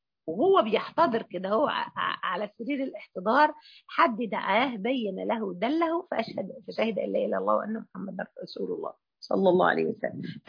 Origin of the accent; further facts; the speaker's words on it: Mansoura, Dakahlia, Egypt; الجمعيه الشرعيه عندنا في المنصوره